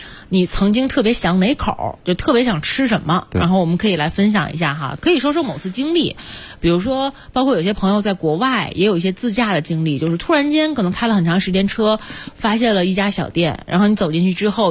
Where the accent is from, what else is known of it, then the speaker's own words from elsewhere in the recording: Guangdong, China; 你像我小的时候生活在广东，就必须得先喝汤的，就没有人吃完饭之后我再去喝汤的。